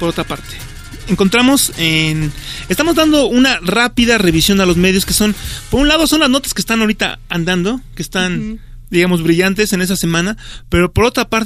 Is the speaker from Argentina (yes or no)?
no; Mexico; Los mexicanos somos dependientes incluso de las semillas que estamos utilizando.